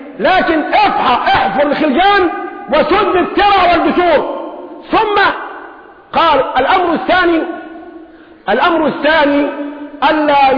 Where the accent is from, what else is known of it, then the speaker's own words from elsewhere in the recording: Egypt; تخفيض المديونية عنا كمصريين